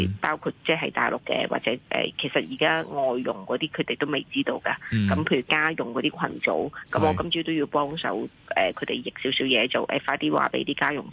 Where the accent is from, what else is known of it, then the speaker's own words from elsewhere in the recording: Macau; 因為我哋澳門人去內地咧，我哋係你可以揀咧